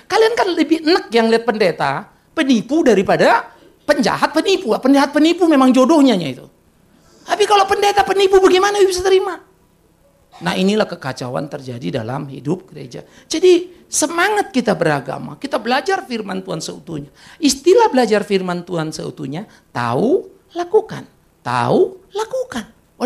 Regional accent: Sumatra, Indonesia; saya di Sumatera ya. Saya tidak pernah menjadi jemaat YKBP, tapi kalau kebaktian suka di situ. Karena kita dari Sumatera.

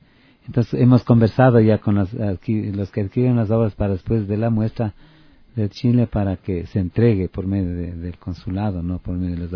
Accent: Otavalo, Imbabura, Ecuador; para ser acá en mi país y en mi tierra, Otavalo.

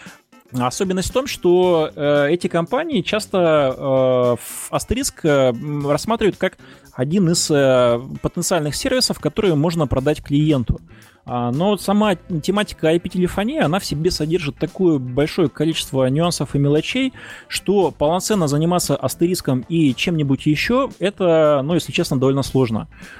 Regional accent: Maykop, Adygea, Russia; например, на моей малой родине, в городе Майкопе.

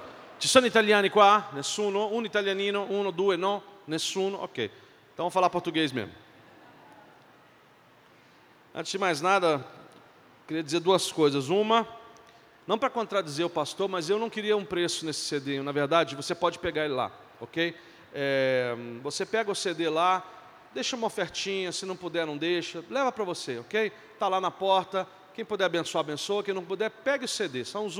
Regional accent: Brazil; born there; A minha família é de Dolo, perto de Veneza. Eu nasci no Brasil, falo um português muito bem

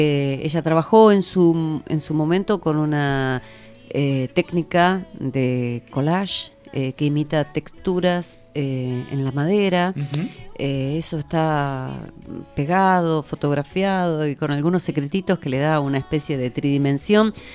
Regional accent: Buenos Aires, Argentina; now in La Plata, Argentina; Claro, vivía en Buenos Aires porque soy porteña. Después me vine a vivir acá a La Plata

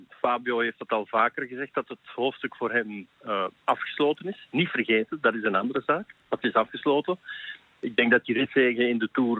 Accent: Belgium; misschien ga ik dat als Belg ook wel anders bekijken dan de Nederlanders.

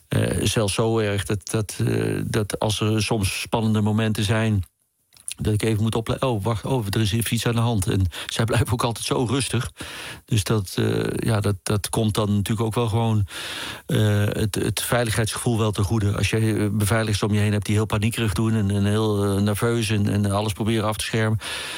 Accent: Eindhoven, North Brabant, Netherlands; also born or lived in Amsterdam; En ja, ik ben Amsterdammer, want ik ben daar geboren. En ik ben natuurlijk opgegroeid in Eindhoven.

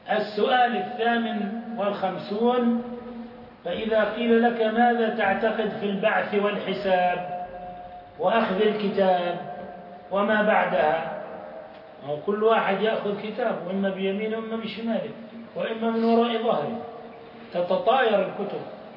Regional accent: Jordan; أنا وياه من الأردن فقط

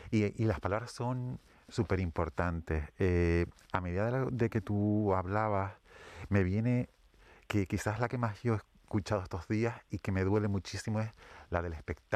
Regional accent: Todoque, Canary Islands, Spain; born there; La casa donde yo nací está en Todoque.

